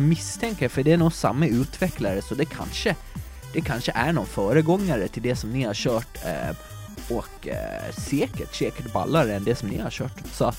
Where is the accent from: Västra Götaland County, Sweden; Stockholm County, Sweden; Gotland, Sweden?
Gotland, Sweden; får jag väl be om en ursäkt från mitt gotländska hjärta